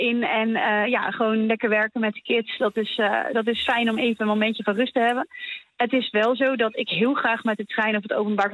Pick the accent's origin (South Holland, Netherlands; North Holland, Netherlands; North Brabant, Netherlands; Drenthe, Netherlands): North Brabant, Netherlands; Sleeuwijk; Ik kom uit Sleewijk, ik werk in Capelle in Rotterdam.